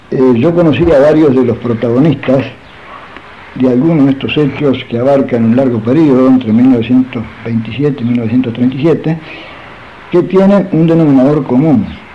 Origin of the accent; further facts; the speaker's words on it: Mercedes, Buenos Aires Province, Argentina; Esos incidentes ocurrieron en Mercedes, yo soy de Mercedes.